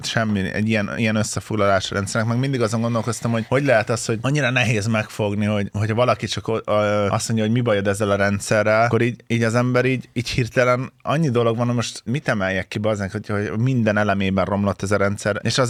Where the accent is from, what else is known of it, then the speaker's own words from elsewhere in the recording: Tapolca, Veszprém County, Hungary; born there; De igazából Tapolcán születtem, de Veszprémben is laktunk, csak már így keverem, hogy mikor, hol.